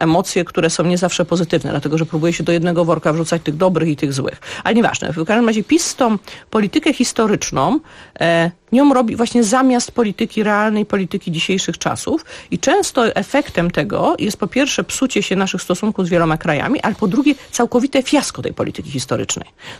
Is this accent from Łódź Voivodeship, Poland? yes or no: yes; Łódź, Łódź Voivodeship, Poland; Ja jestem akurat z miasta Łodzi, jestem łodzianką i to było miasto przed wojną wielu kultur.